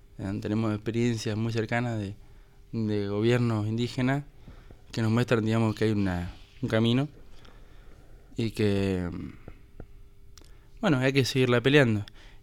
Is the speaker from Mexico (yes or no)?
no; Fernández Oro, Río Negro, Argentina; soy allá de Fisque. Nacido y criado allá, y bueno, me recibí, vine para acá el año pasado.